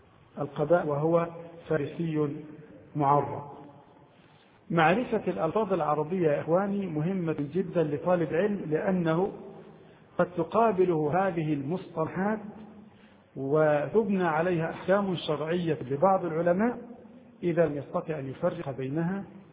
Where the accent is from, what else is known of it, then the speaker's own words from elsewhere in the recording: Egypt; هذه يسمونها عندنا في مصر الجيبة، كان يلبسها النساء قديما النطقة